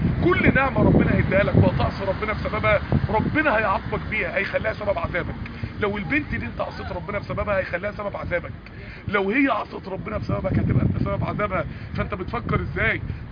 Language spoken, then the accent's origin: Arabic; Mansoura, Dakahlia, Egypt; اقول له بص انا من المنصوره اصلا، يعني انا ربنا جايبني هنا 3 ساعات عشانك